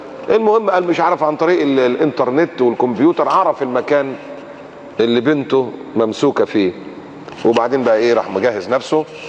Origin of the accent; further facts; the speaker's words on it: Egypt; دي بلدنا وأنا مصري